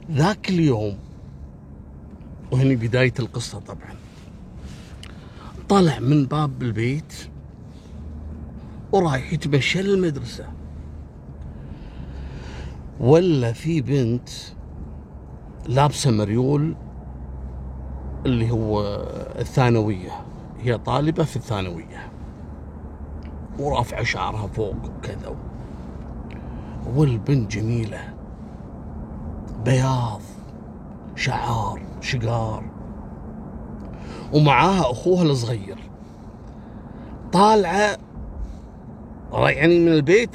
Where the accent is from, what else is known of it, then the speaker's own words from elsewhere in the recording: Kuwait; وعايشين في منطقة عندنا في الكويت اسمها الجهرة أو محافظة الجهرة